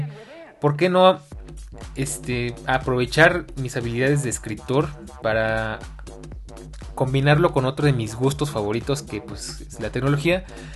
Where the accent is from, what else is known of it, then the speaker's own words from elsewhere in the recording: Mexico City, Mexico; Soy oriundo de la Ciudad de México, oriundo qué palabra tan rara. Vivo en la Ciudad de México, más fácil.